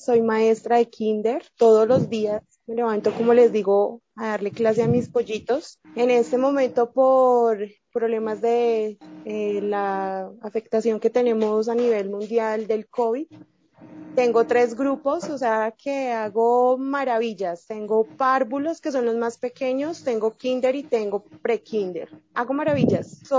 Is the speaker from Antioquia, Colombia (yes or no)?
yes; Medellín, Antioquia, Colombia; now in Bogotá, Colombia; Soy de Colombia, soy de Medellín, Colombia, pero estoy radicada en la ciudad de Bogotá.